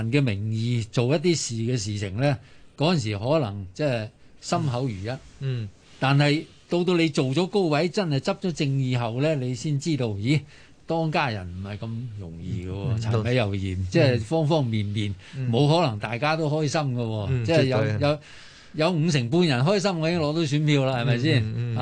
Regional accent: China; 我哋作為中國人，作為中華民族，講歷史

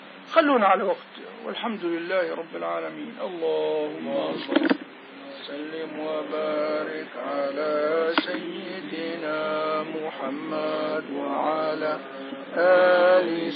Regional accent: Syria; في هلا في جامع عندنا بسوريا بيسع الناس كلها

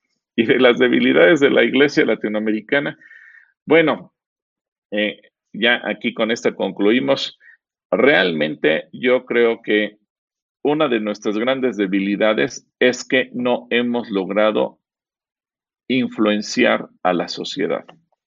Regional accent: Mexico; Puedo hablar como mexicano de nuestros defectos como mexicanos

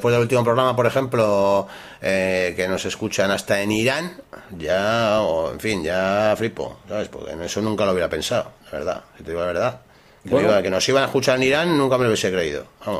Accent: Bilbao, Basque Country, Spain; Somos de Bilbo. Bueno, yo no sé, bueno. En fin, de Vizcaya.

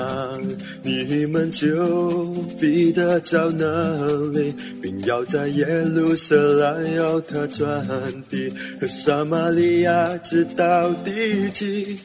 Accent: Hong Kong; Chinese is a second language; 我是从香港过来，我今年应该毕业了。

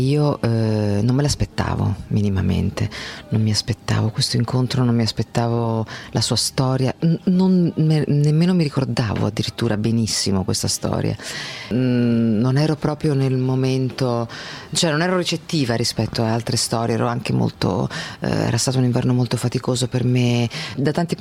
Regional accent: Spain; io vengo dalla Spagna

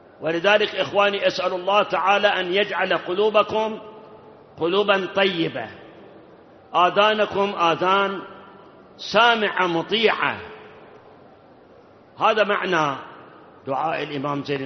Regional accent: Iraq; وأما أكو بعض البلاد، بلاد حتى عندنا بالعراق غير الملح ما بيها شيء

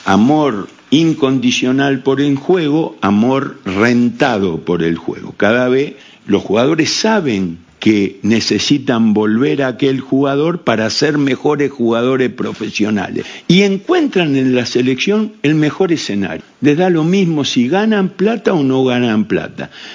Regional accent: Argentina; Yo soy argentino, ¿me entiende? Para vivir todo esto hay que ser uruguayo.

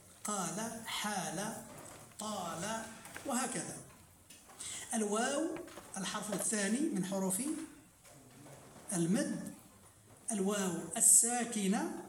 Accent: Morocco; وقلنا بأن عندنا في المغرب يعني يزيدون سببا آخر وهو الشد

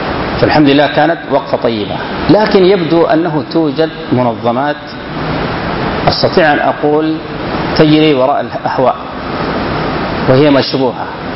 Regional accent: Sudan; هو الختان الفرعوني المشهور عندنا في السودان وفي بعض الدول القريبة

